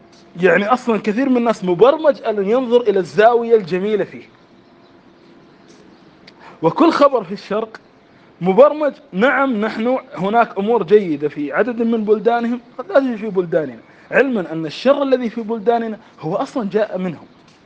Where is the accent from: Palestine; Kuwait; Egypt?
Kuwait; يعني حتى قبل مدة مثلاً عندنا في الكويت اللعبة الديمقراطية